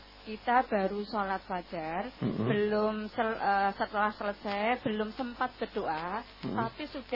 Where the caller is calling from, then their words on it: Purwodeningratan, Central Java, Indonesia; dari Purwodeningratan.